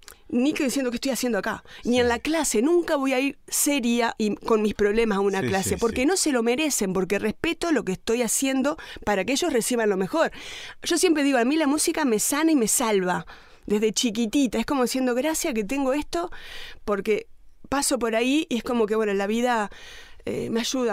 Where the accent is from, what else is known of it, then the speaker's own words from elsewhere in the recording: San Nicolás, Buenos Aires Province, Argentina; Suponete, soy de San Nicolás y van a venir a una escuela de arte a escuchar.